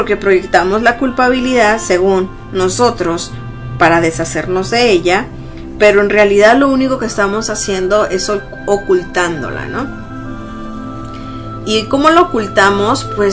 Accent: Mexico; Y los que somos mexicanos tal vez conocemos de lo que pasó en Tlatelolco, en México, en el 68

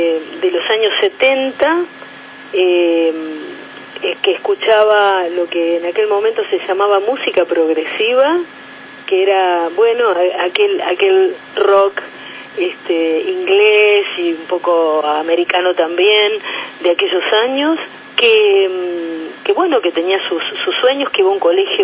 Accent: Argentina; Hoy en día en mi país, por el gobierno progresista de los Kirchner, los adolescentes optativamente pueden votar, no en aquellos años.

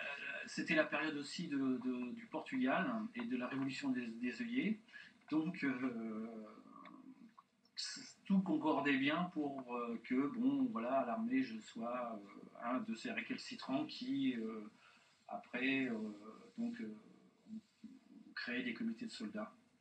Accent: Blois, Centre-Val de Loire, France; born there; je suis né à Blois et j'ai débuté ma carrière professionnelle en Touraine, par des petits boulots au début et ensuite dans l'imprimerie. J'ai 55 ans.

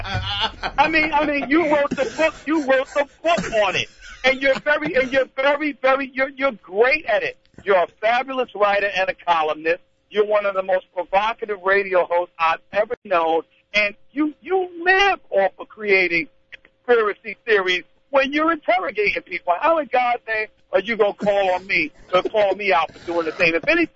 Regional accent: New York, United States; I'm a New York native. I'm a New Yorker. I'm proud of that.

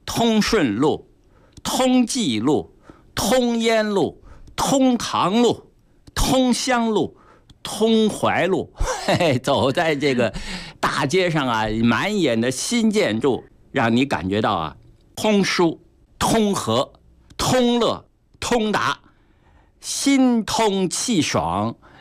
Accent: Beijing, China; 对我们北京人，对我们中国人

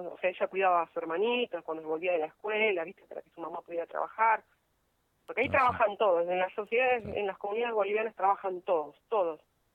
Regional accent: Buenos Aires, Argentina; now in La Paz, Argentina; Yo soy de Buenos Aires, elegí vivir en La Paz porque era un lugar tranquilo. Mi compañero es nativo de acá de La Paz.

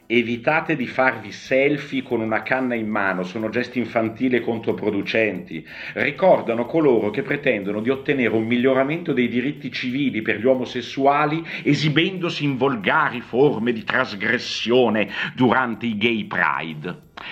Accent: Milan, Lombardy, Italy; Guarda, da milanese, mentre leggevi questa cosa, io subito mi sono preoccupato

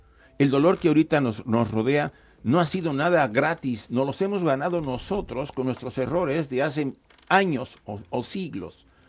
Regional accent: Mexico; now in Spain; Yo, por ejemplo, vine de México hace bastantes años. Llevo viviendo acá casi más de 15 años, yo creo que más, o hasta 20

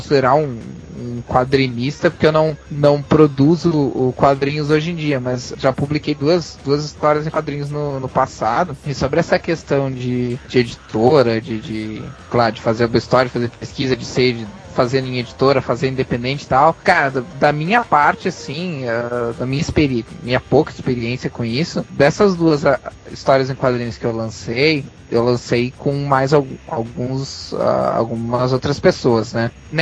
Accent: Rio Grande do Sul, Brazil; eu sou do Rio Grande do Sul.

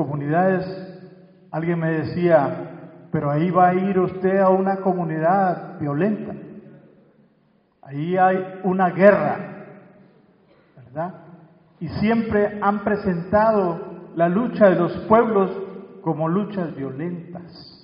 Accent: Francisco Morazán, Honduras; con el compañero Roger Escobar del Valle de Siria, venimos de Honduras, también de una zona de Mesoamérica.

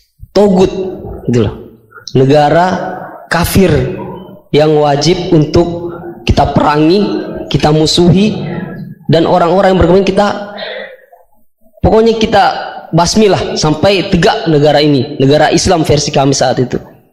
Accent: Poso, Central Sulawesi, Indonesia; asal dari Poso, Sulawesi Tengah.

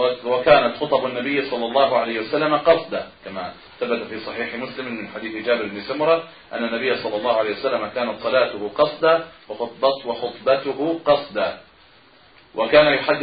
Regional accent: Egypt; حتى بعض الناس يقول عن بعض القرى عندنا في مصر هنا في بعض الأرياف

